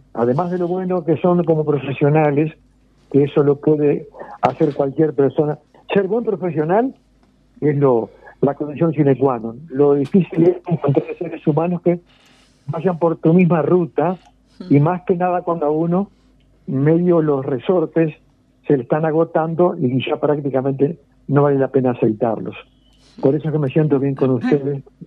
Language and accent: Spanish; Dolores, Soriano, Uruguay; born there; yo nací en Dolores, en Dolores escuchaba a Juan Casanovas claro. y a Violeta Moretti, creo, en Carve.